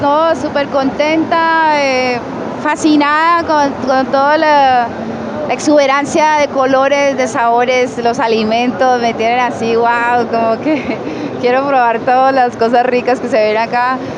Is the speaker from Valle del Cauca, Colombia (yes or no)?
yes; Cali, Valle del Cauca, Colombia; cantautora caleña, vengo desde Cali, Colombia